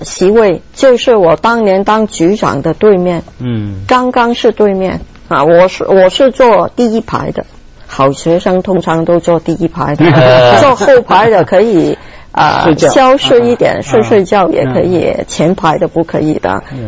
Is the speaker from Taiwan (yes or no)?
no; Hong Kong; also born or lived in United States; 因为我是香港人呢，到头来都是觉得为香港服务最适合我。